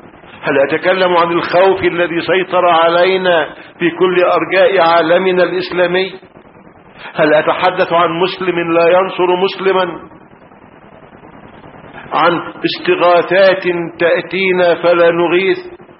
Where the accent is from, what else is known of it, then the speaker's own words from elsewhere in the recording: Egypt; أنا مصري ولست سوريا حتى.